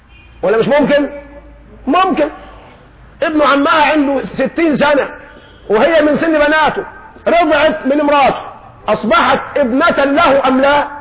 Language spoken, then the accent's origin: Arabic; Egypt; عندنا كمصريين بنطبخ في المية ودب